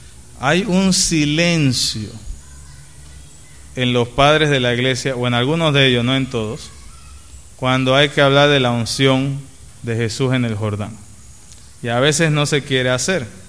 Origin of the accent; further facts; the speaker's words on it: Panama; now in Venezuela; Yo me acuerdo en Panamá, creciendo en Panamá, que teníamos laboratorio